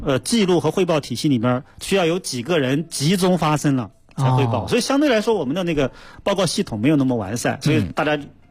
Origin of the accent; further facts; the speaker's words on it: China; 我们中国人绝大多数人吃肉啊，吃蔬菜啊，都是会洗过以后加热之后才吃的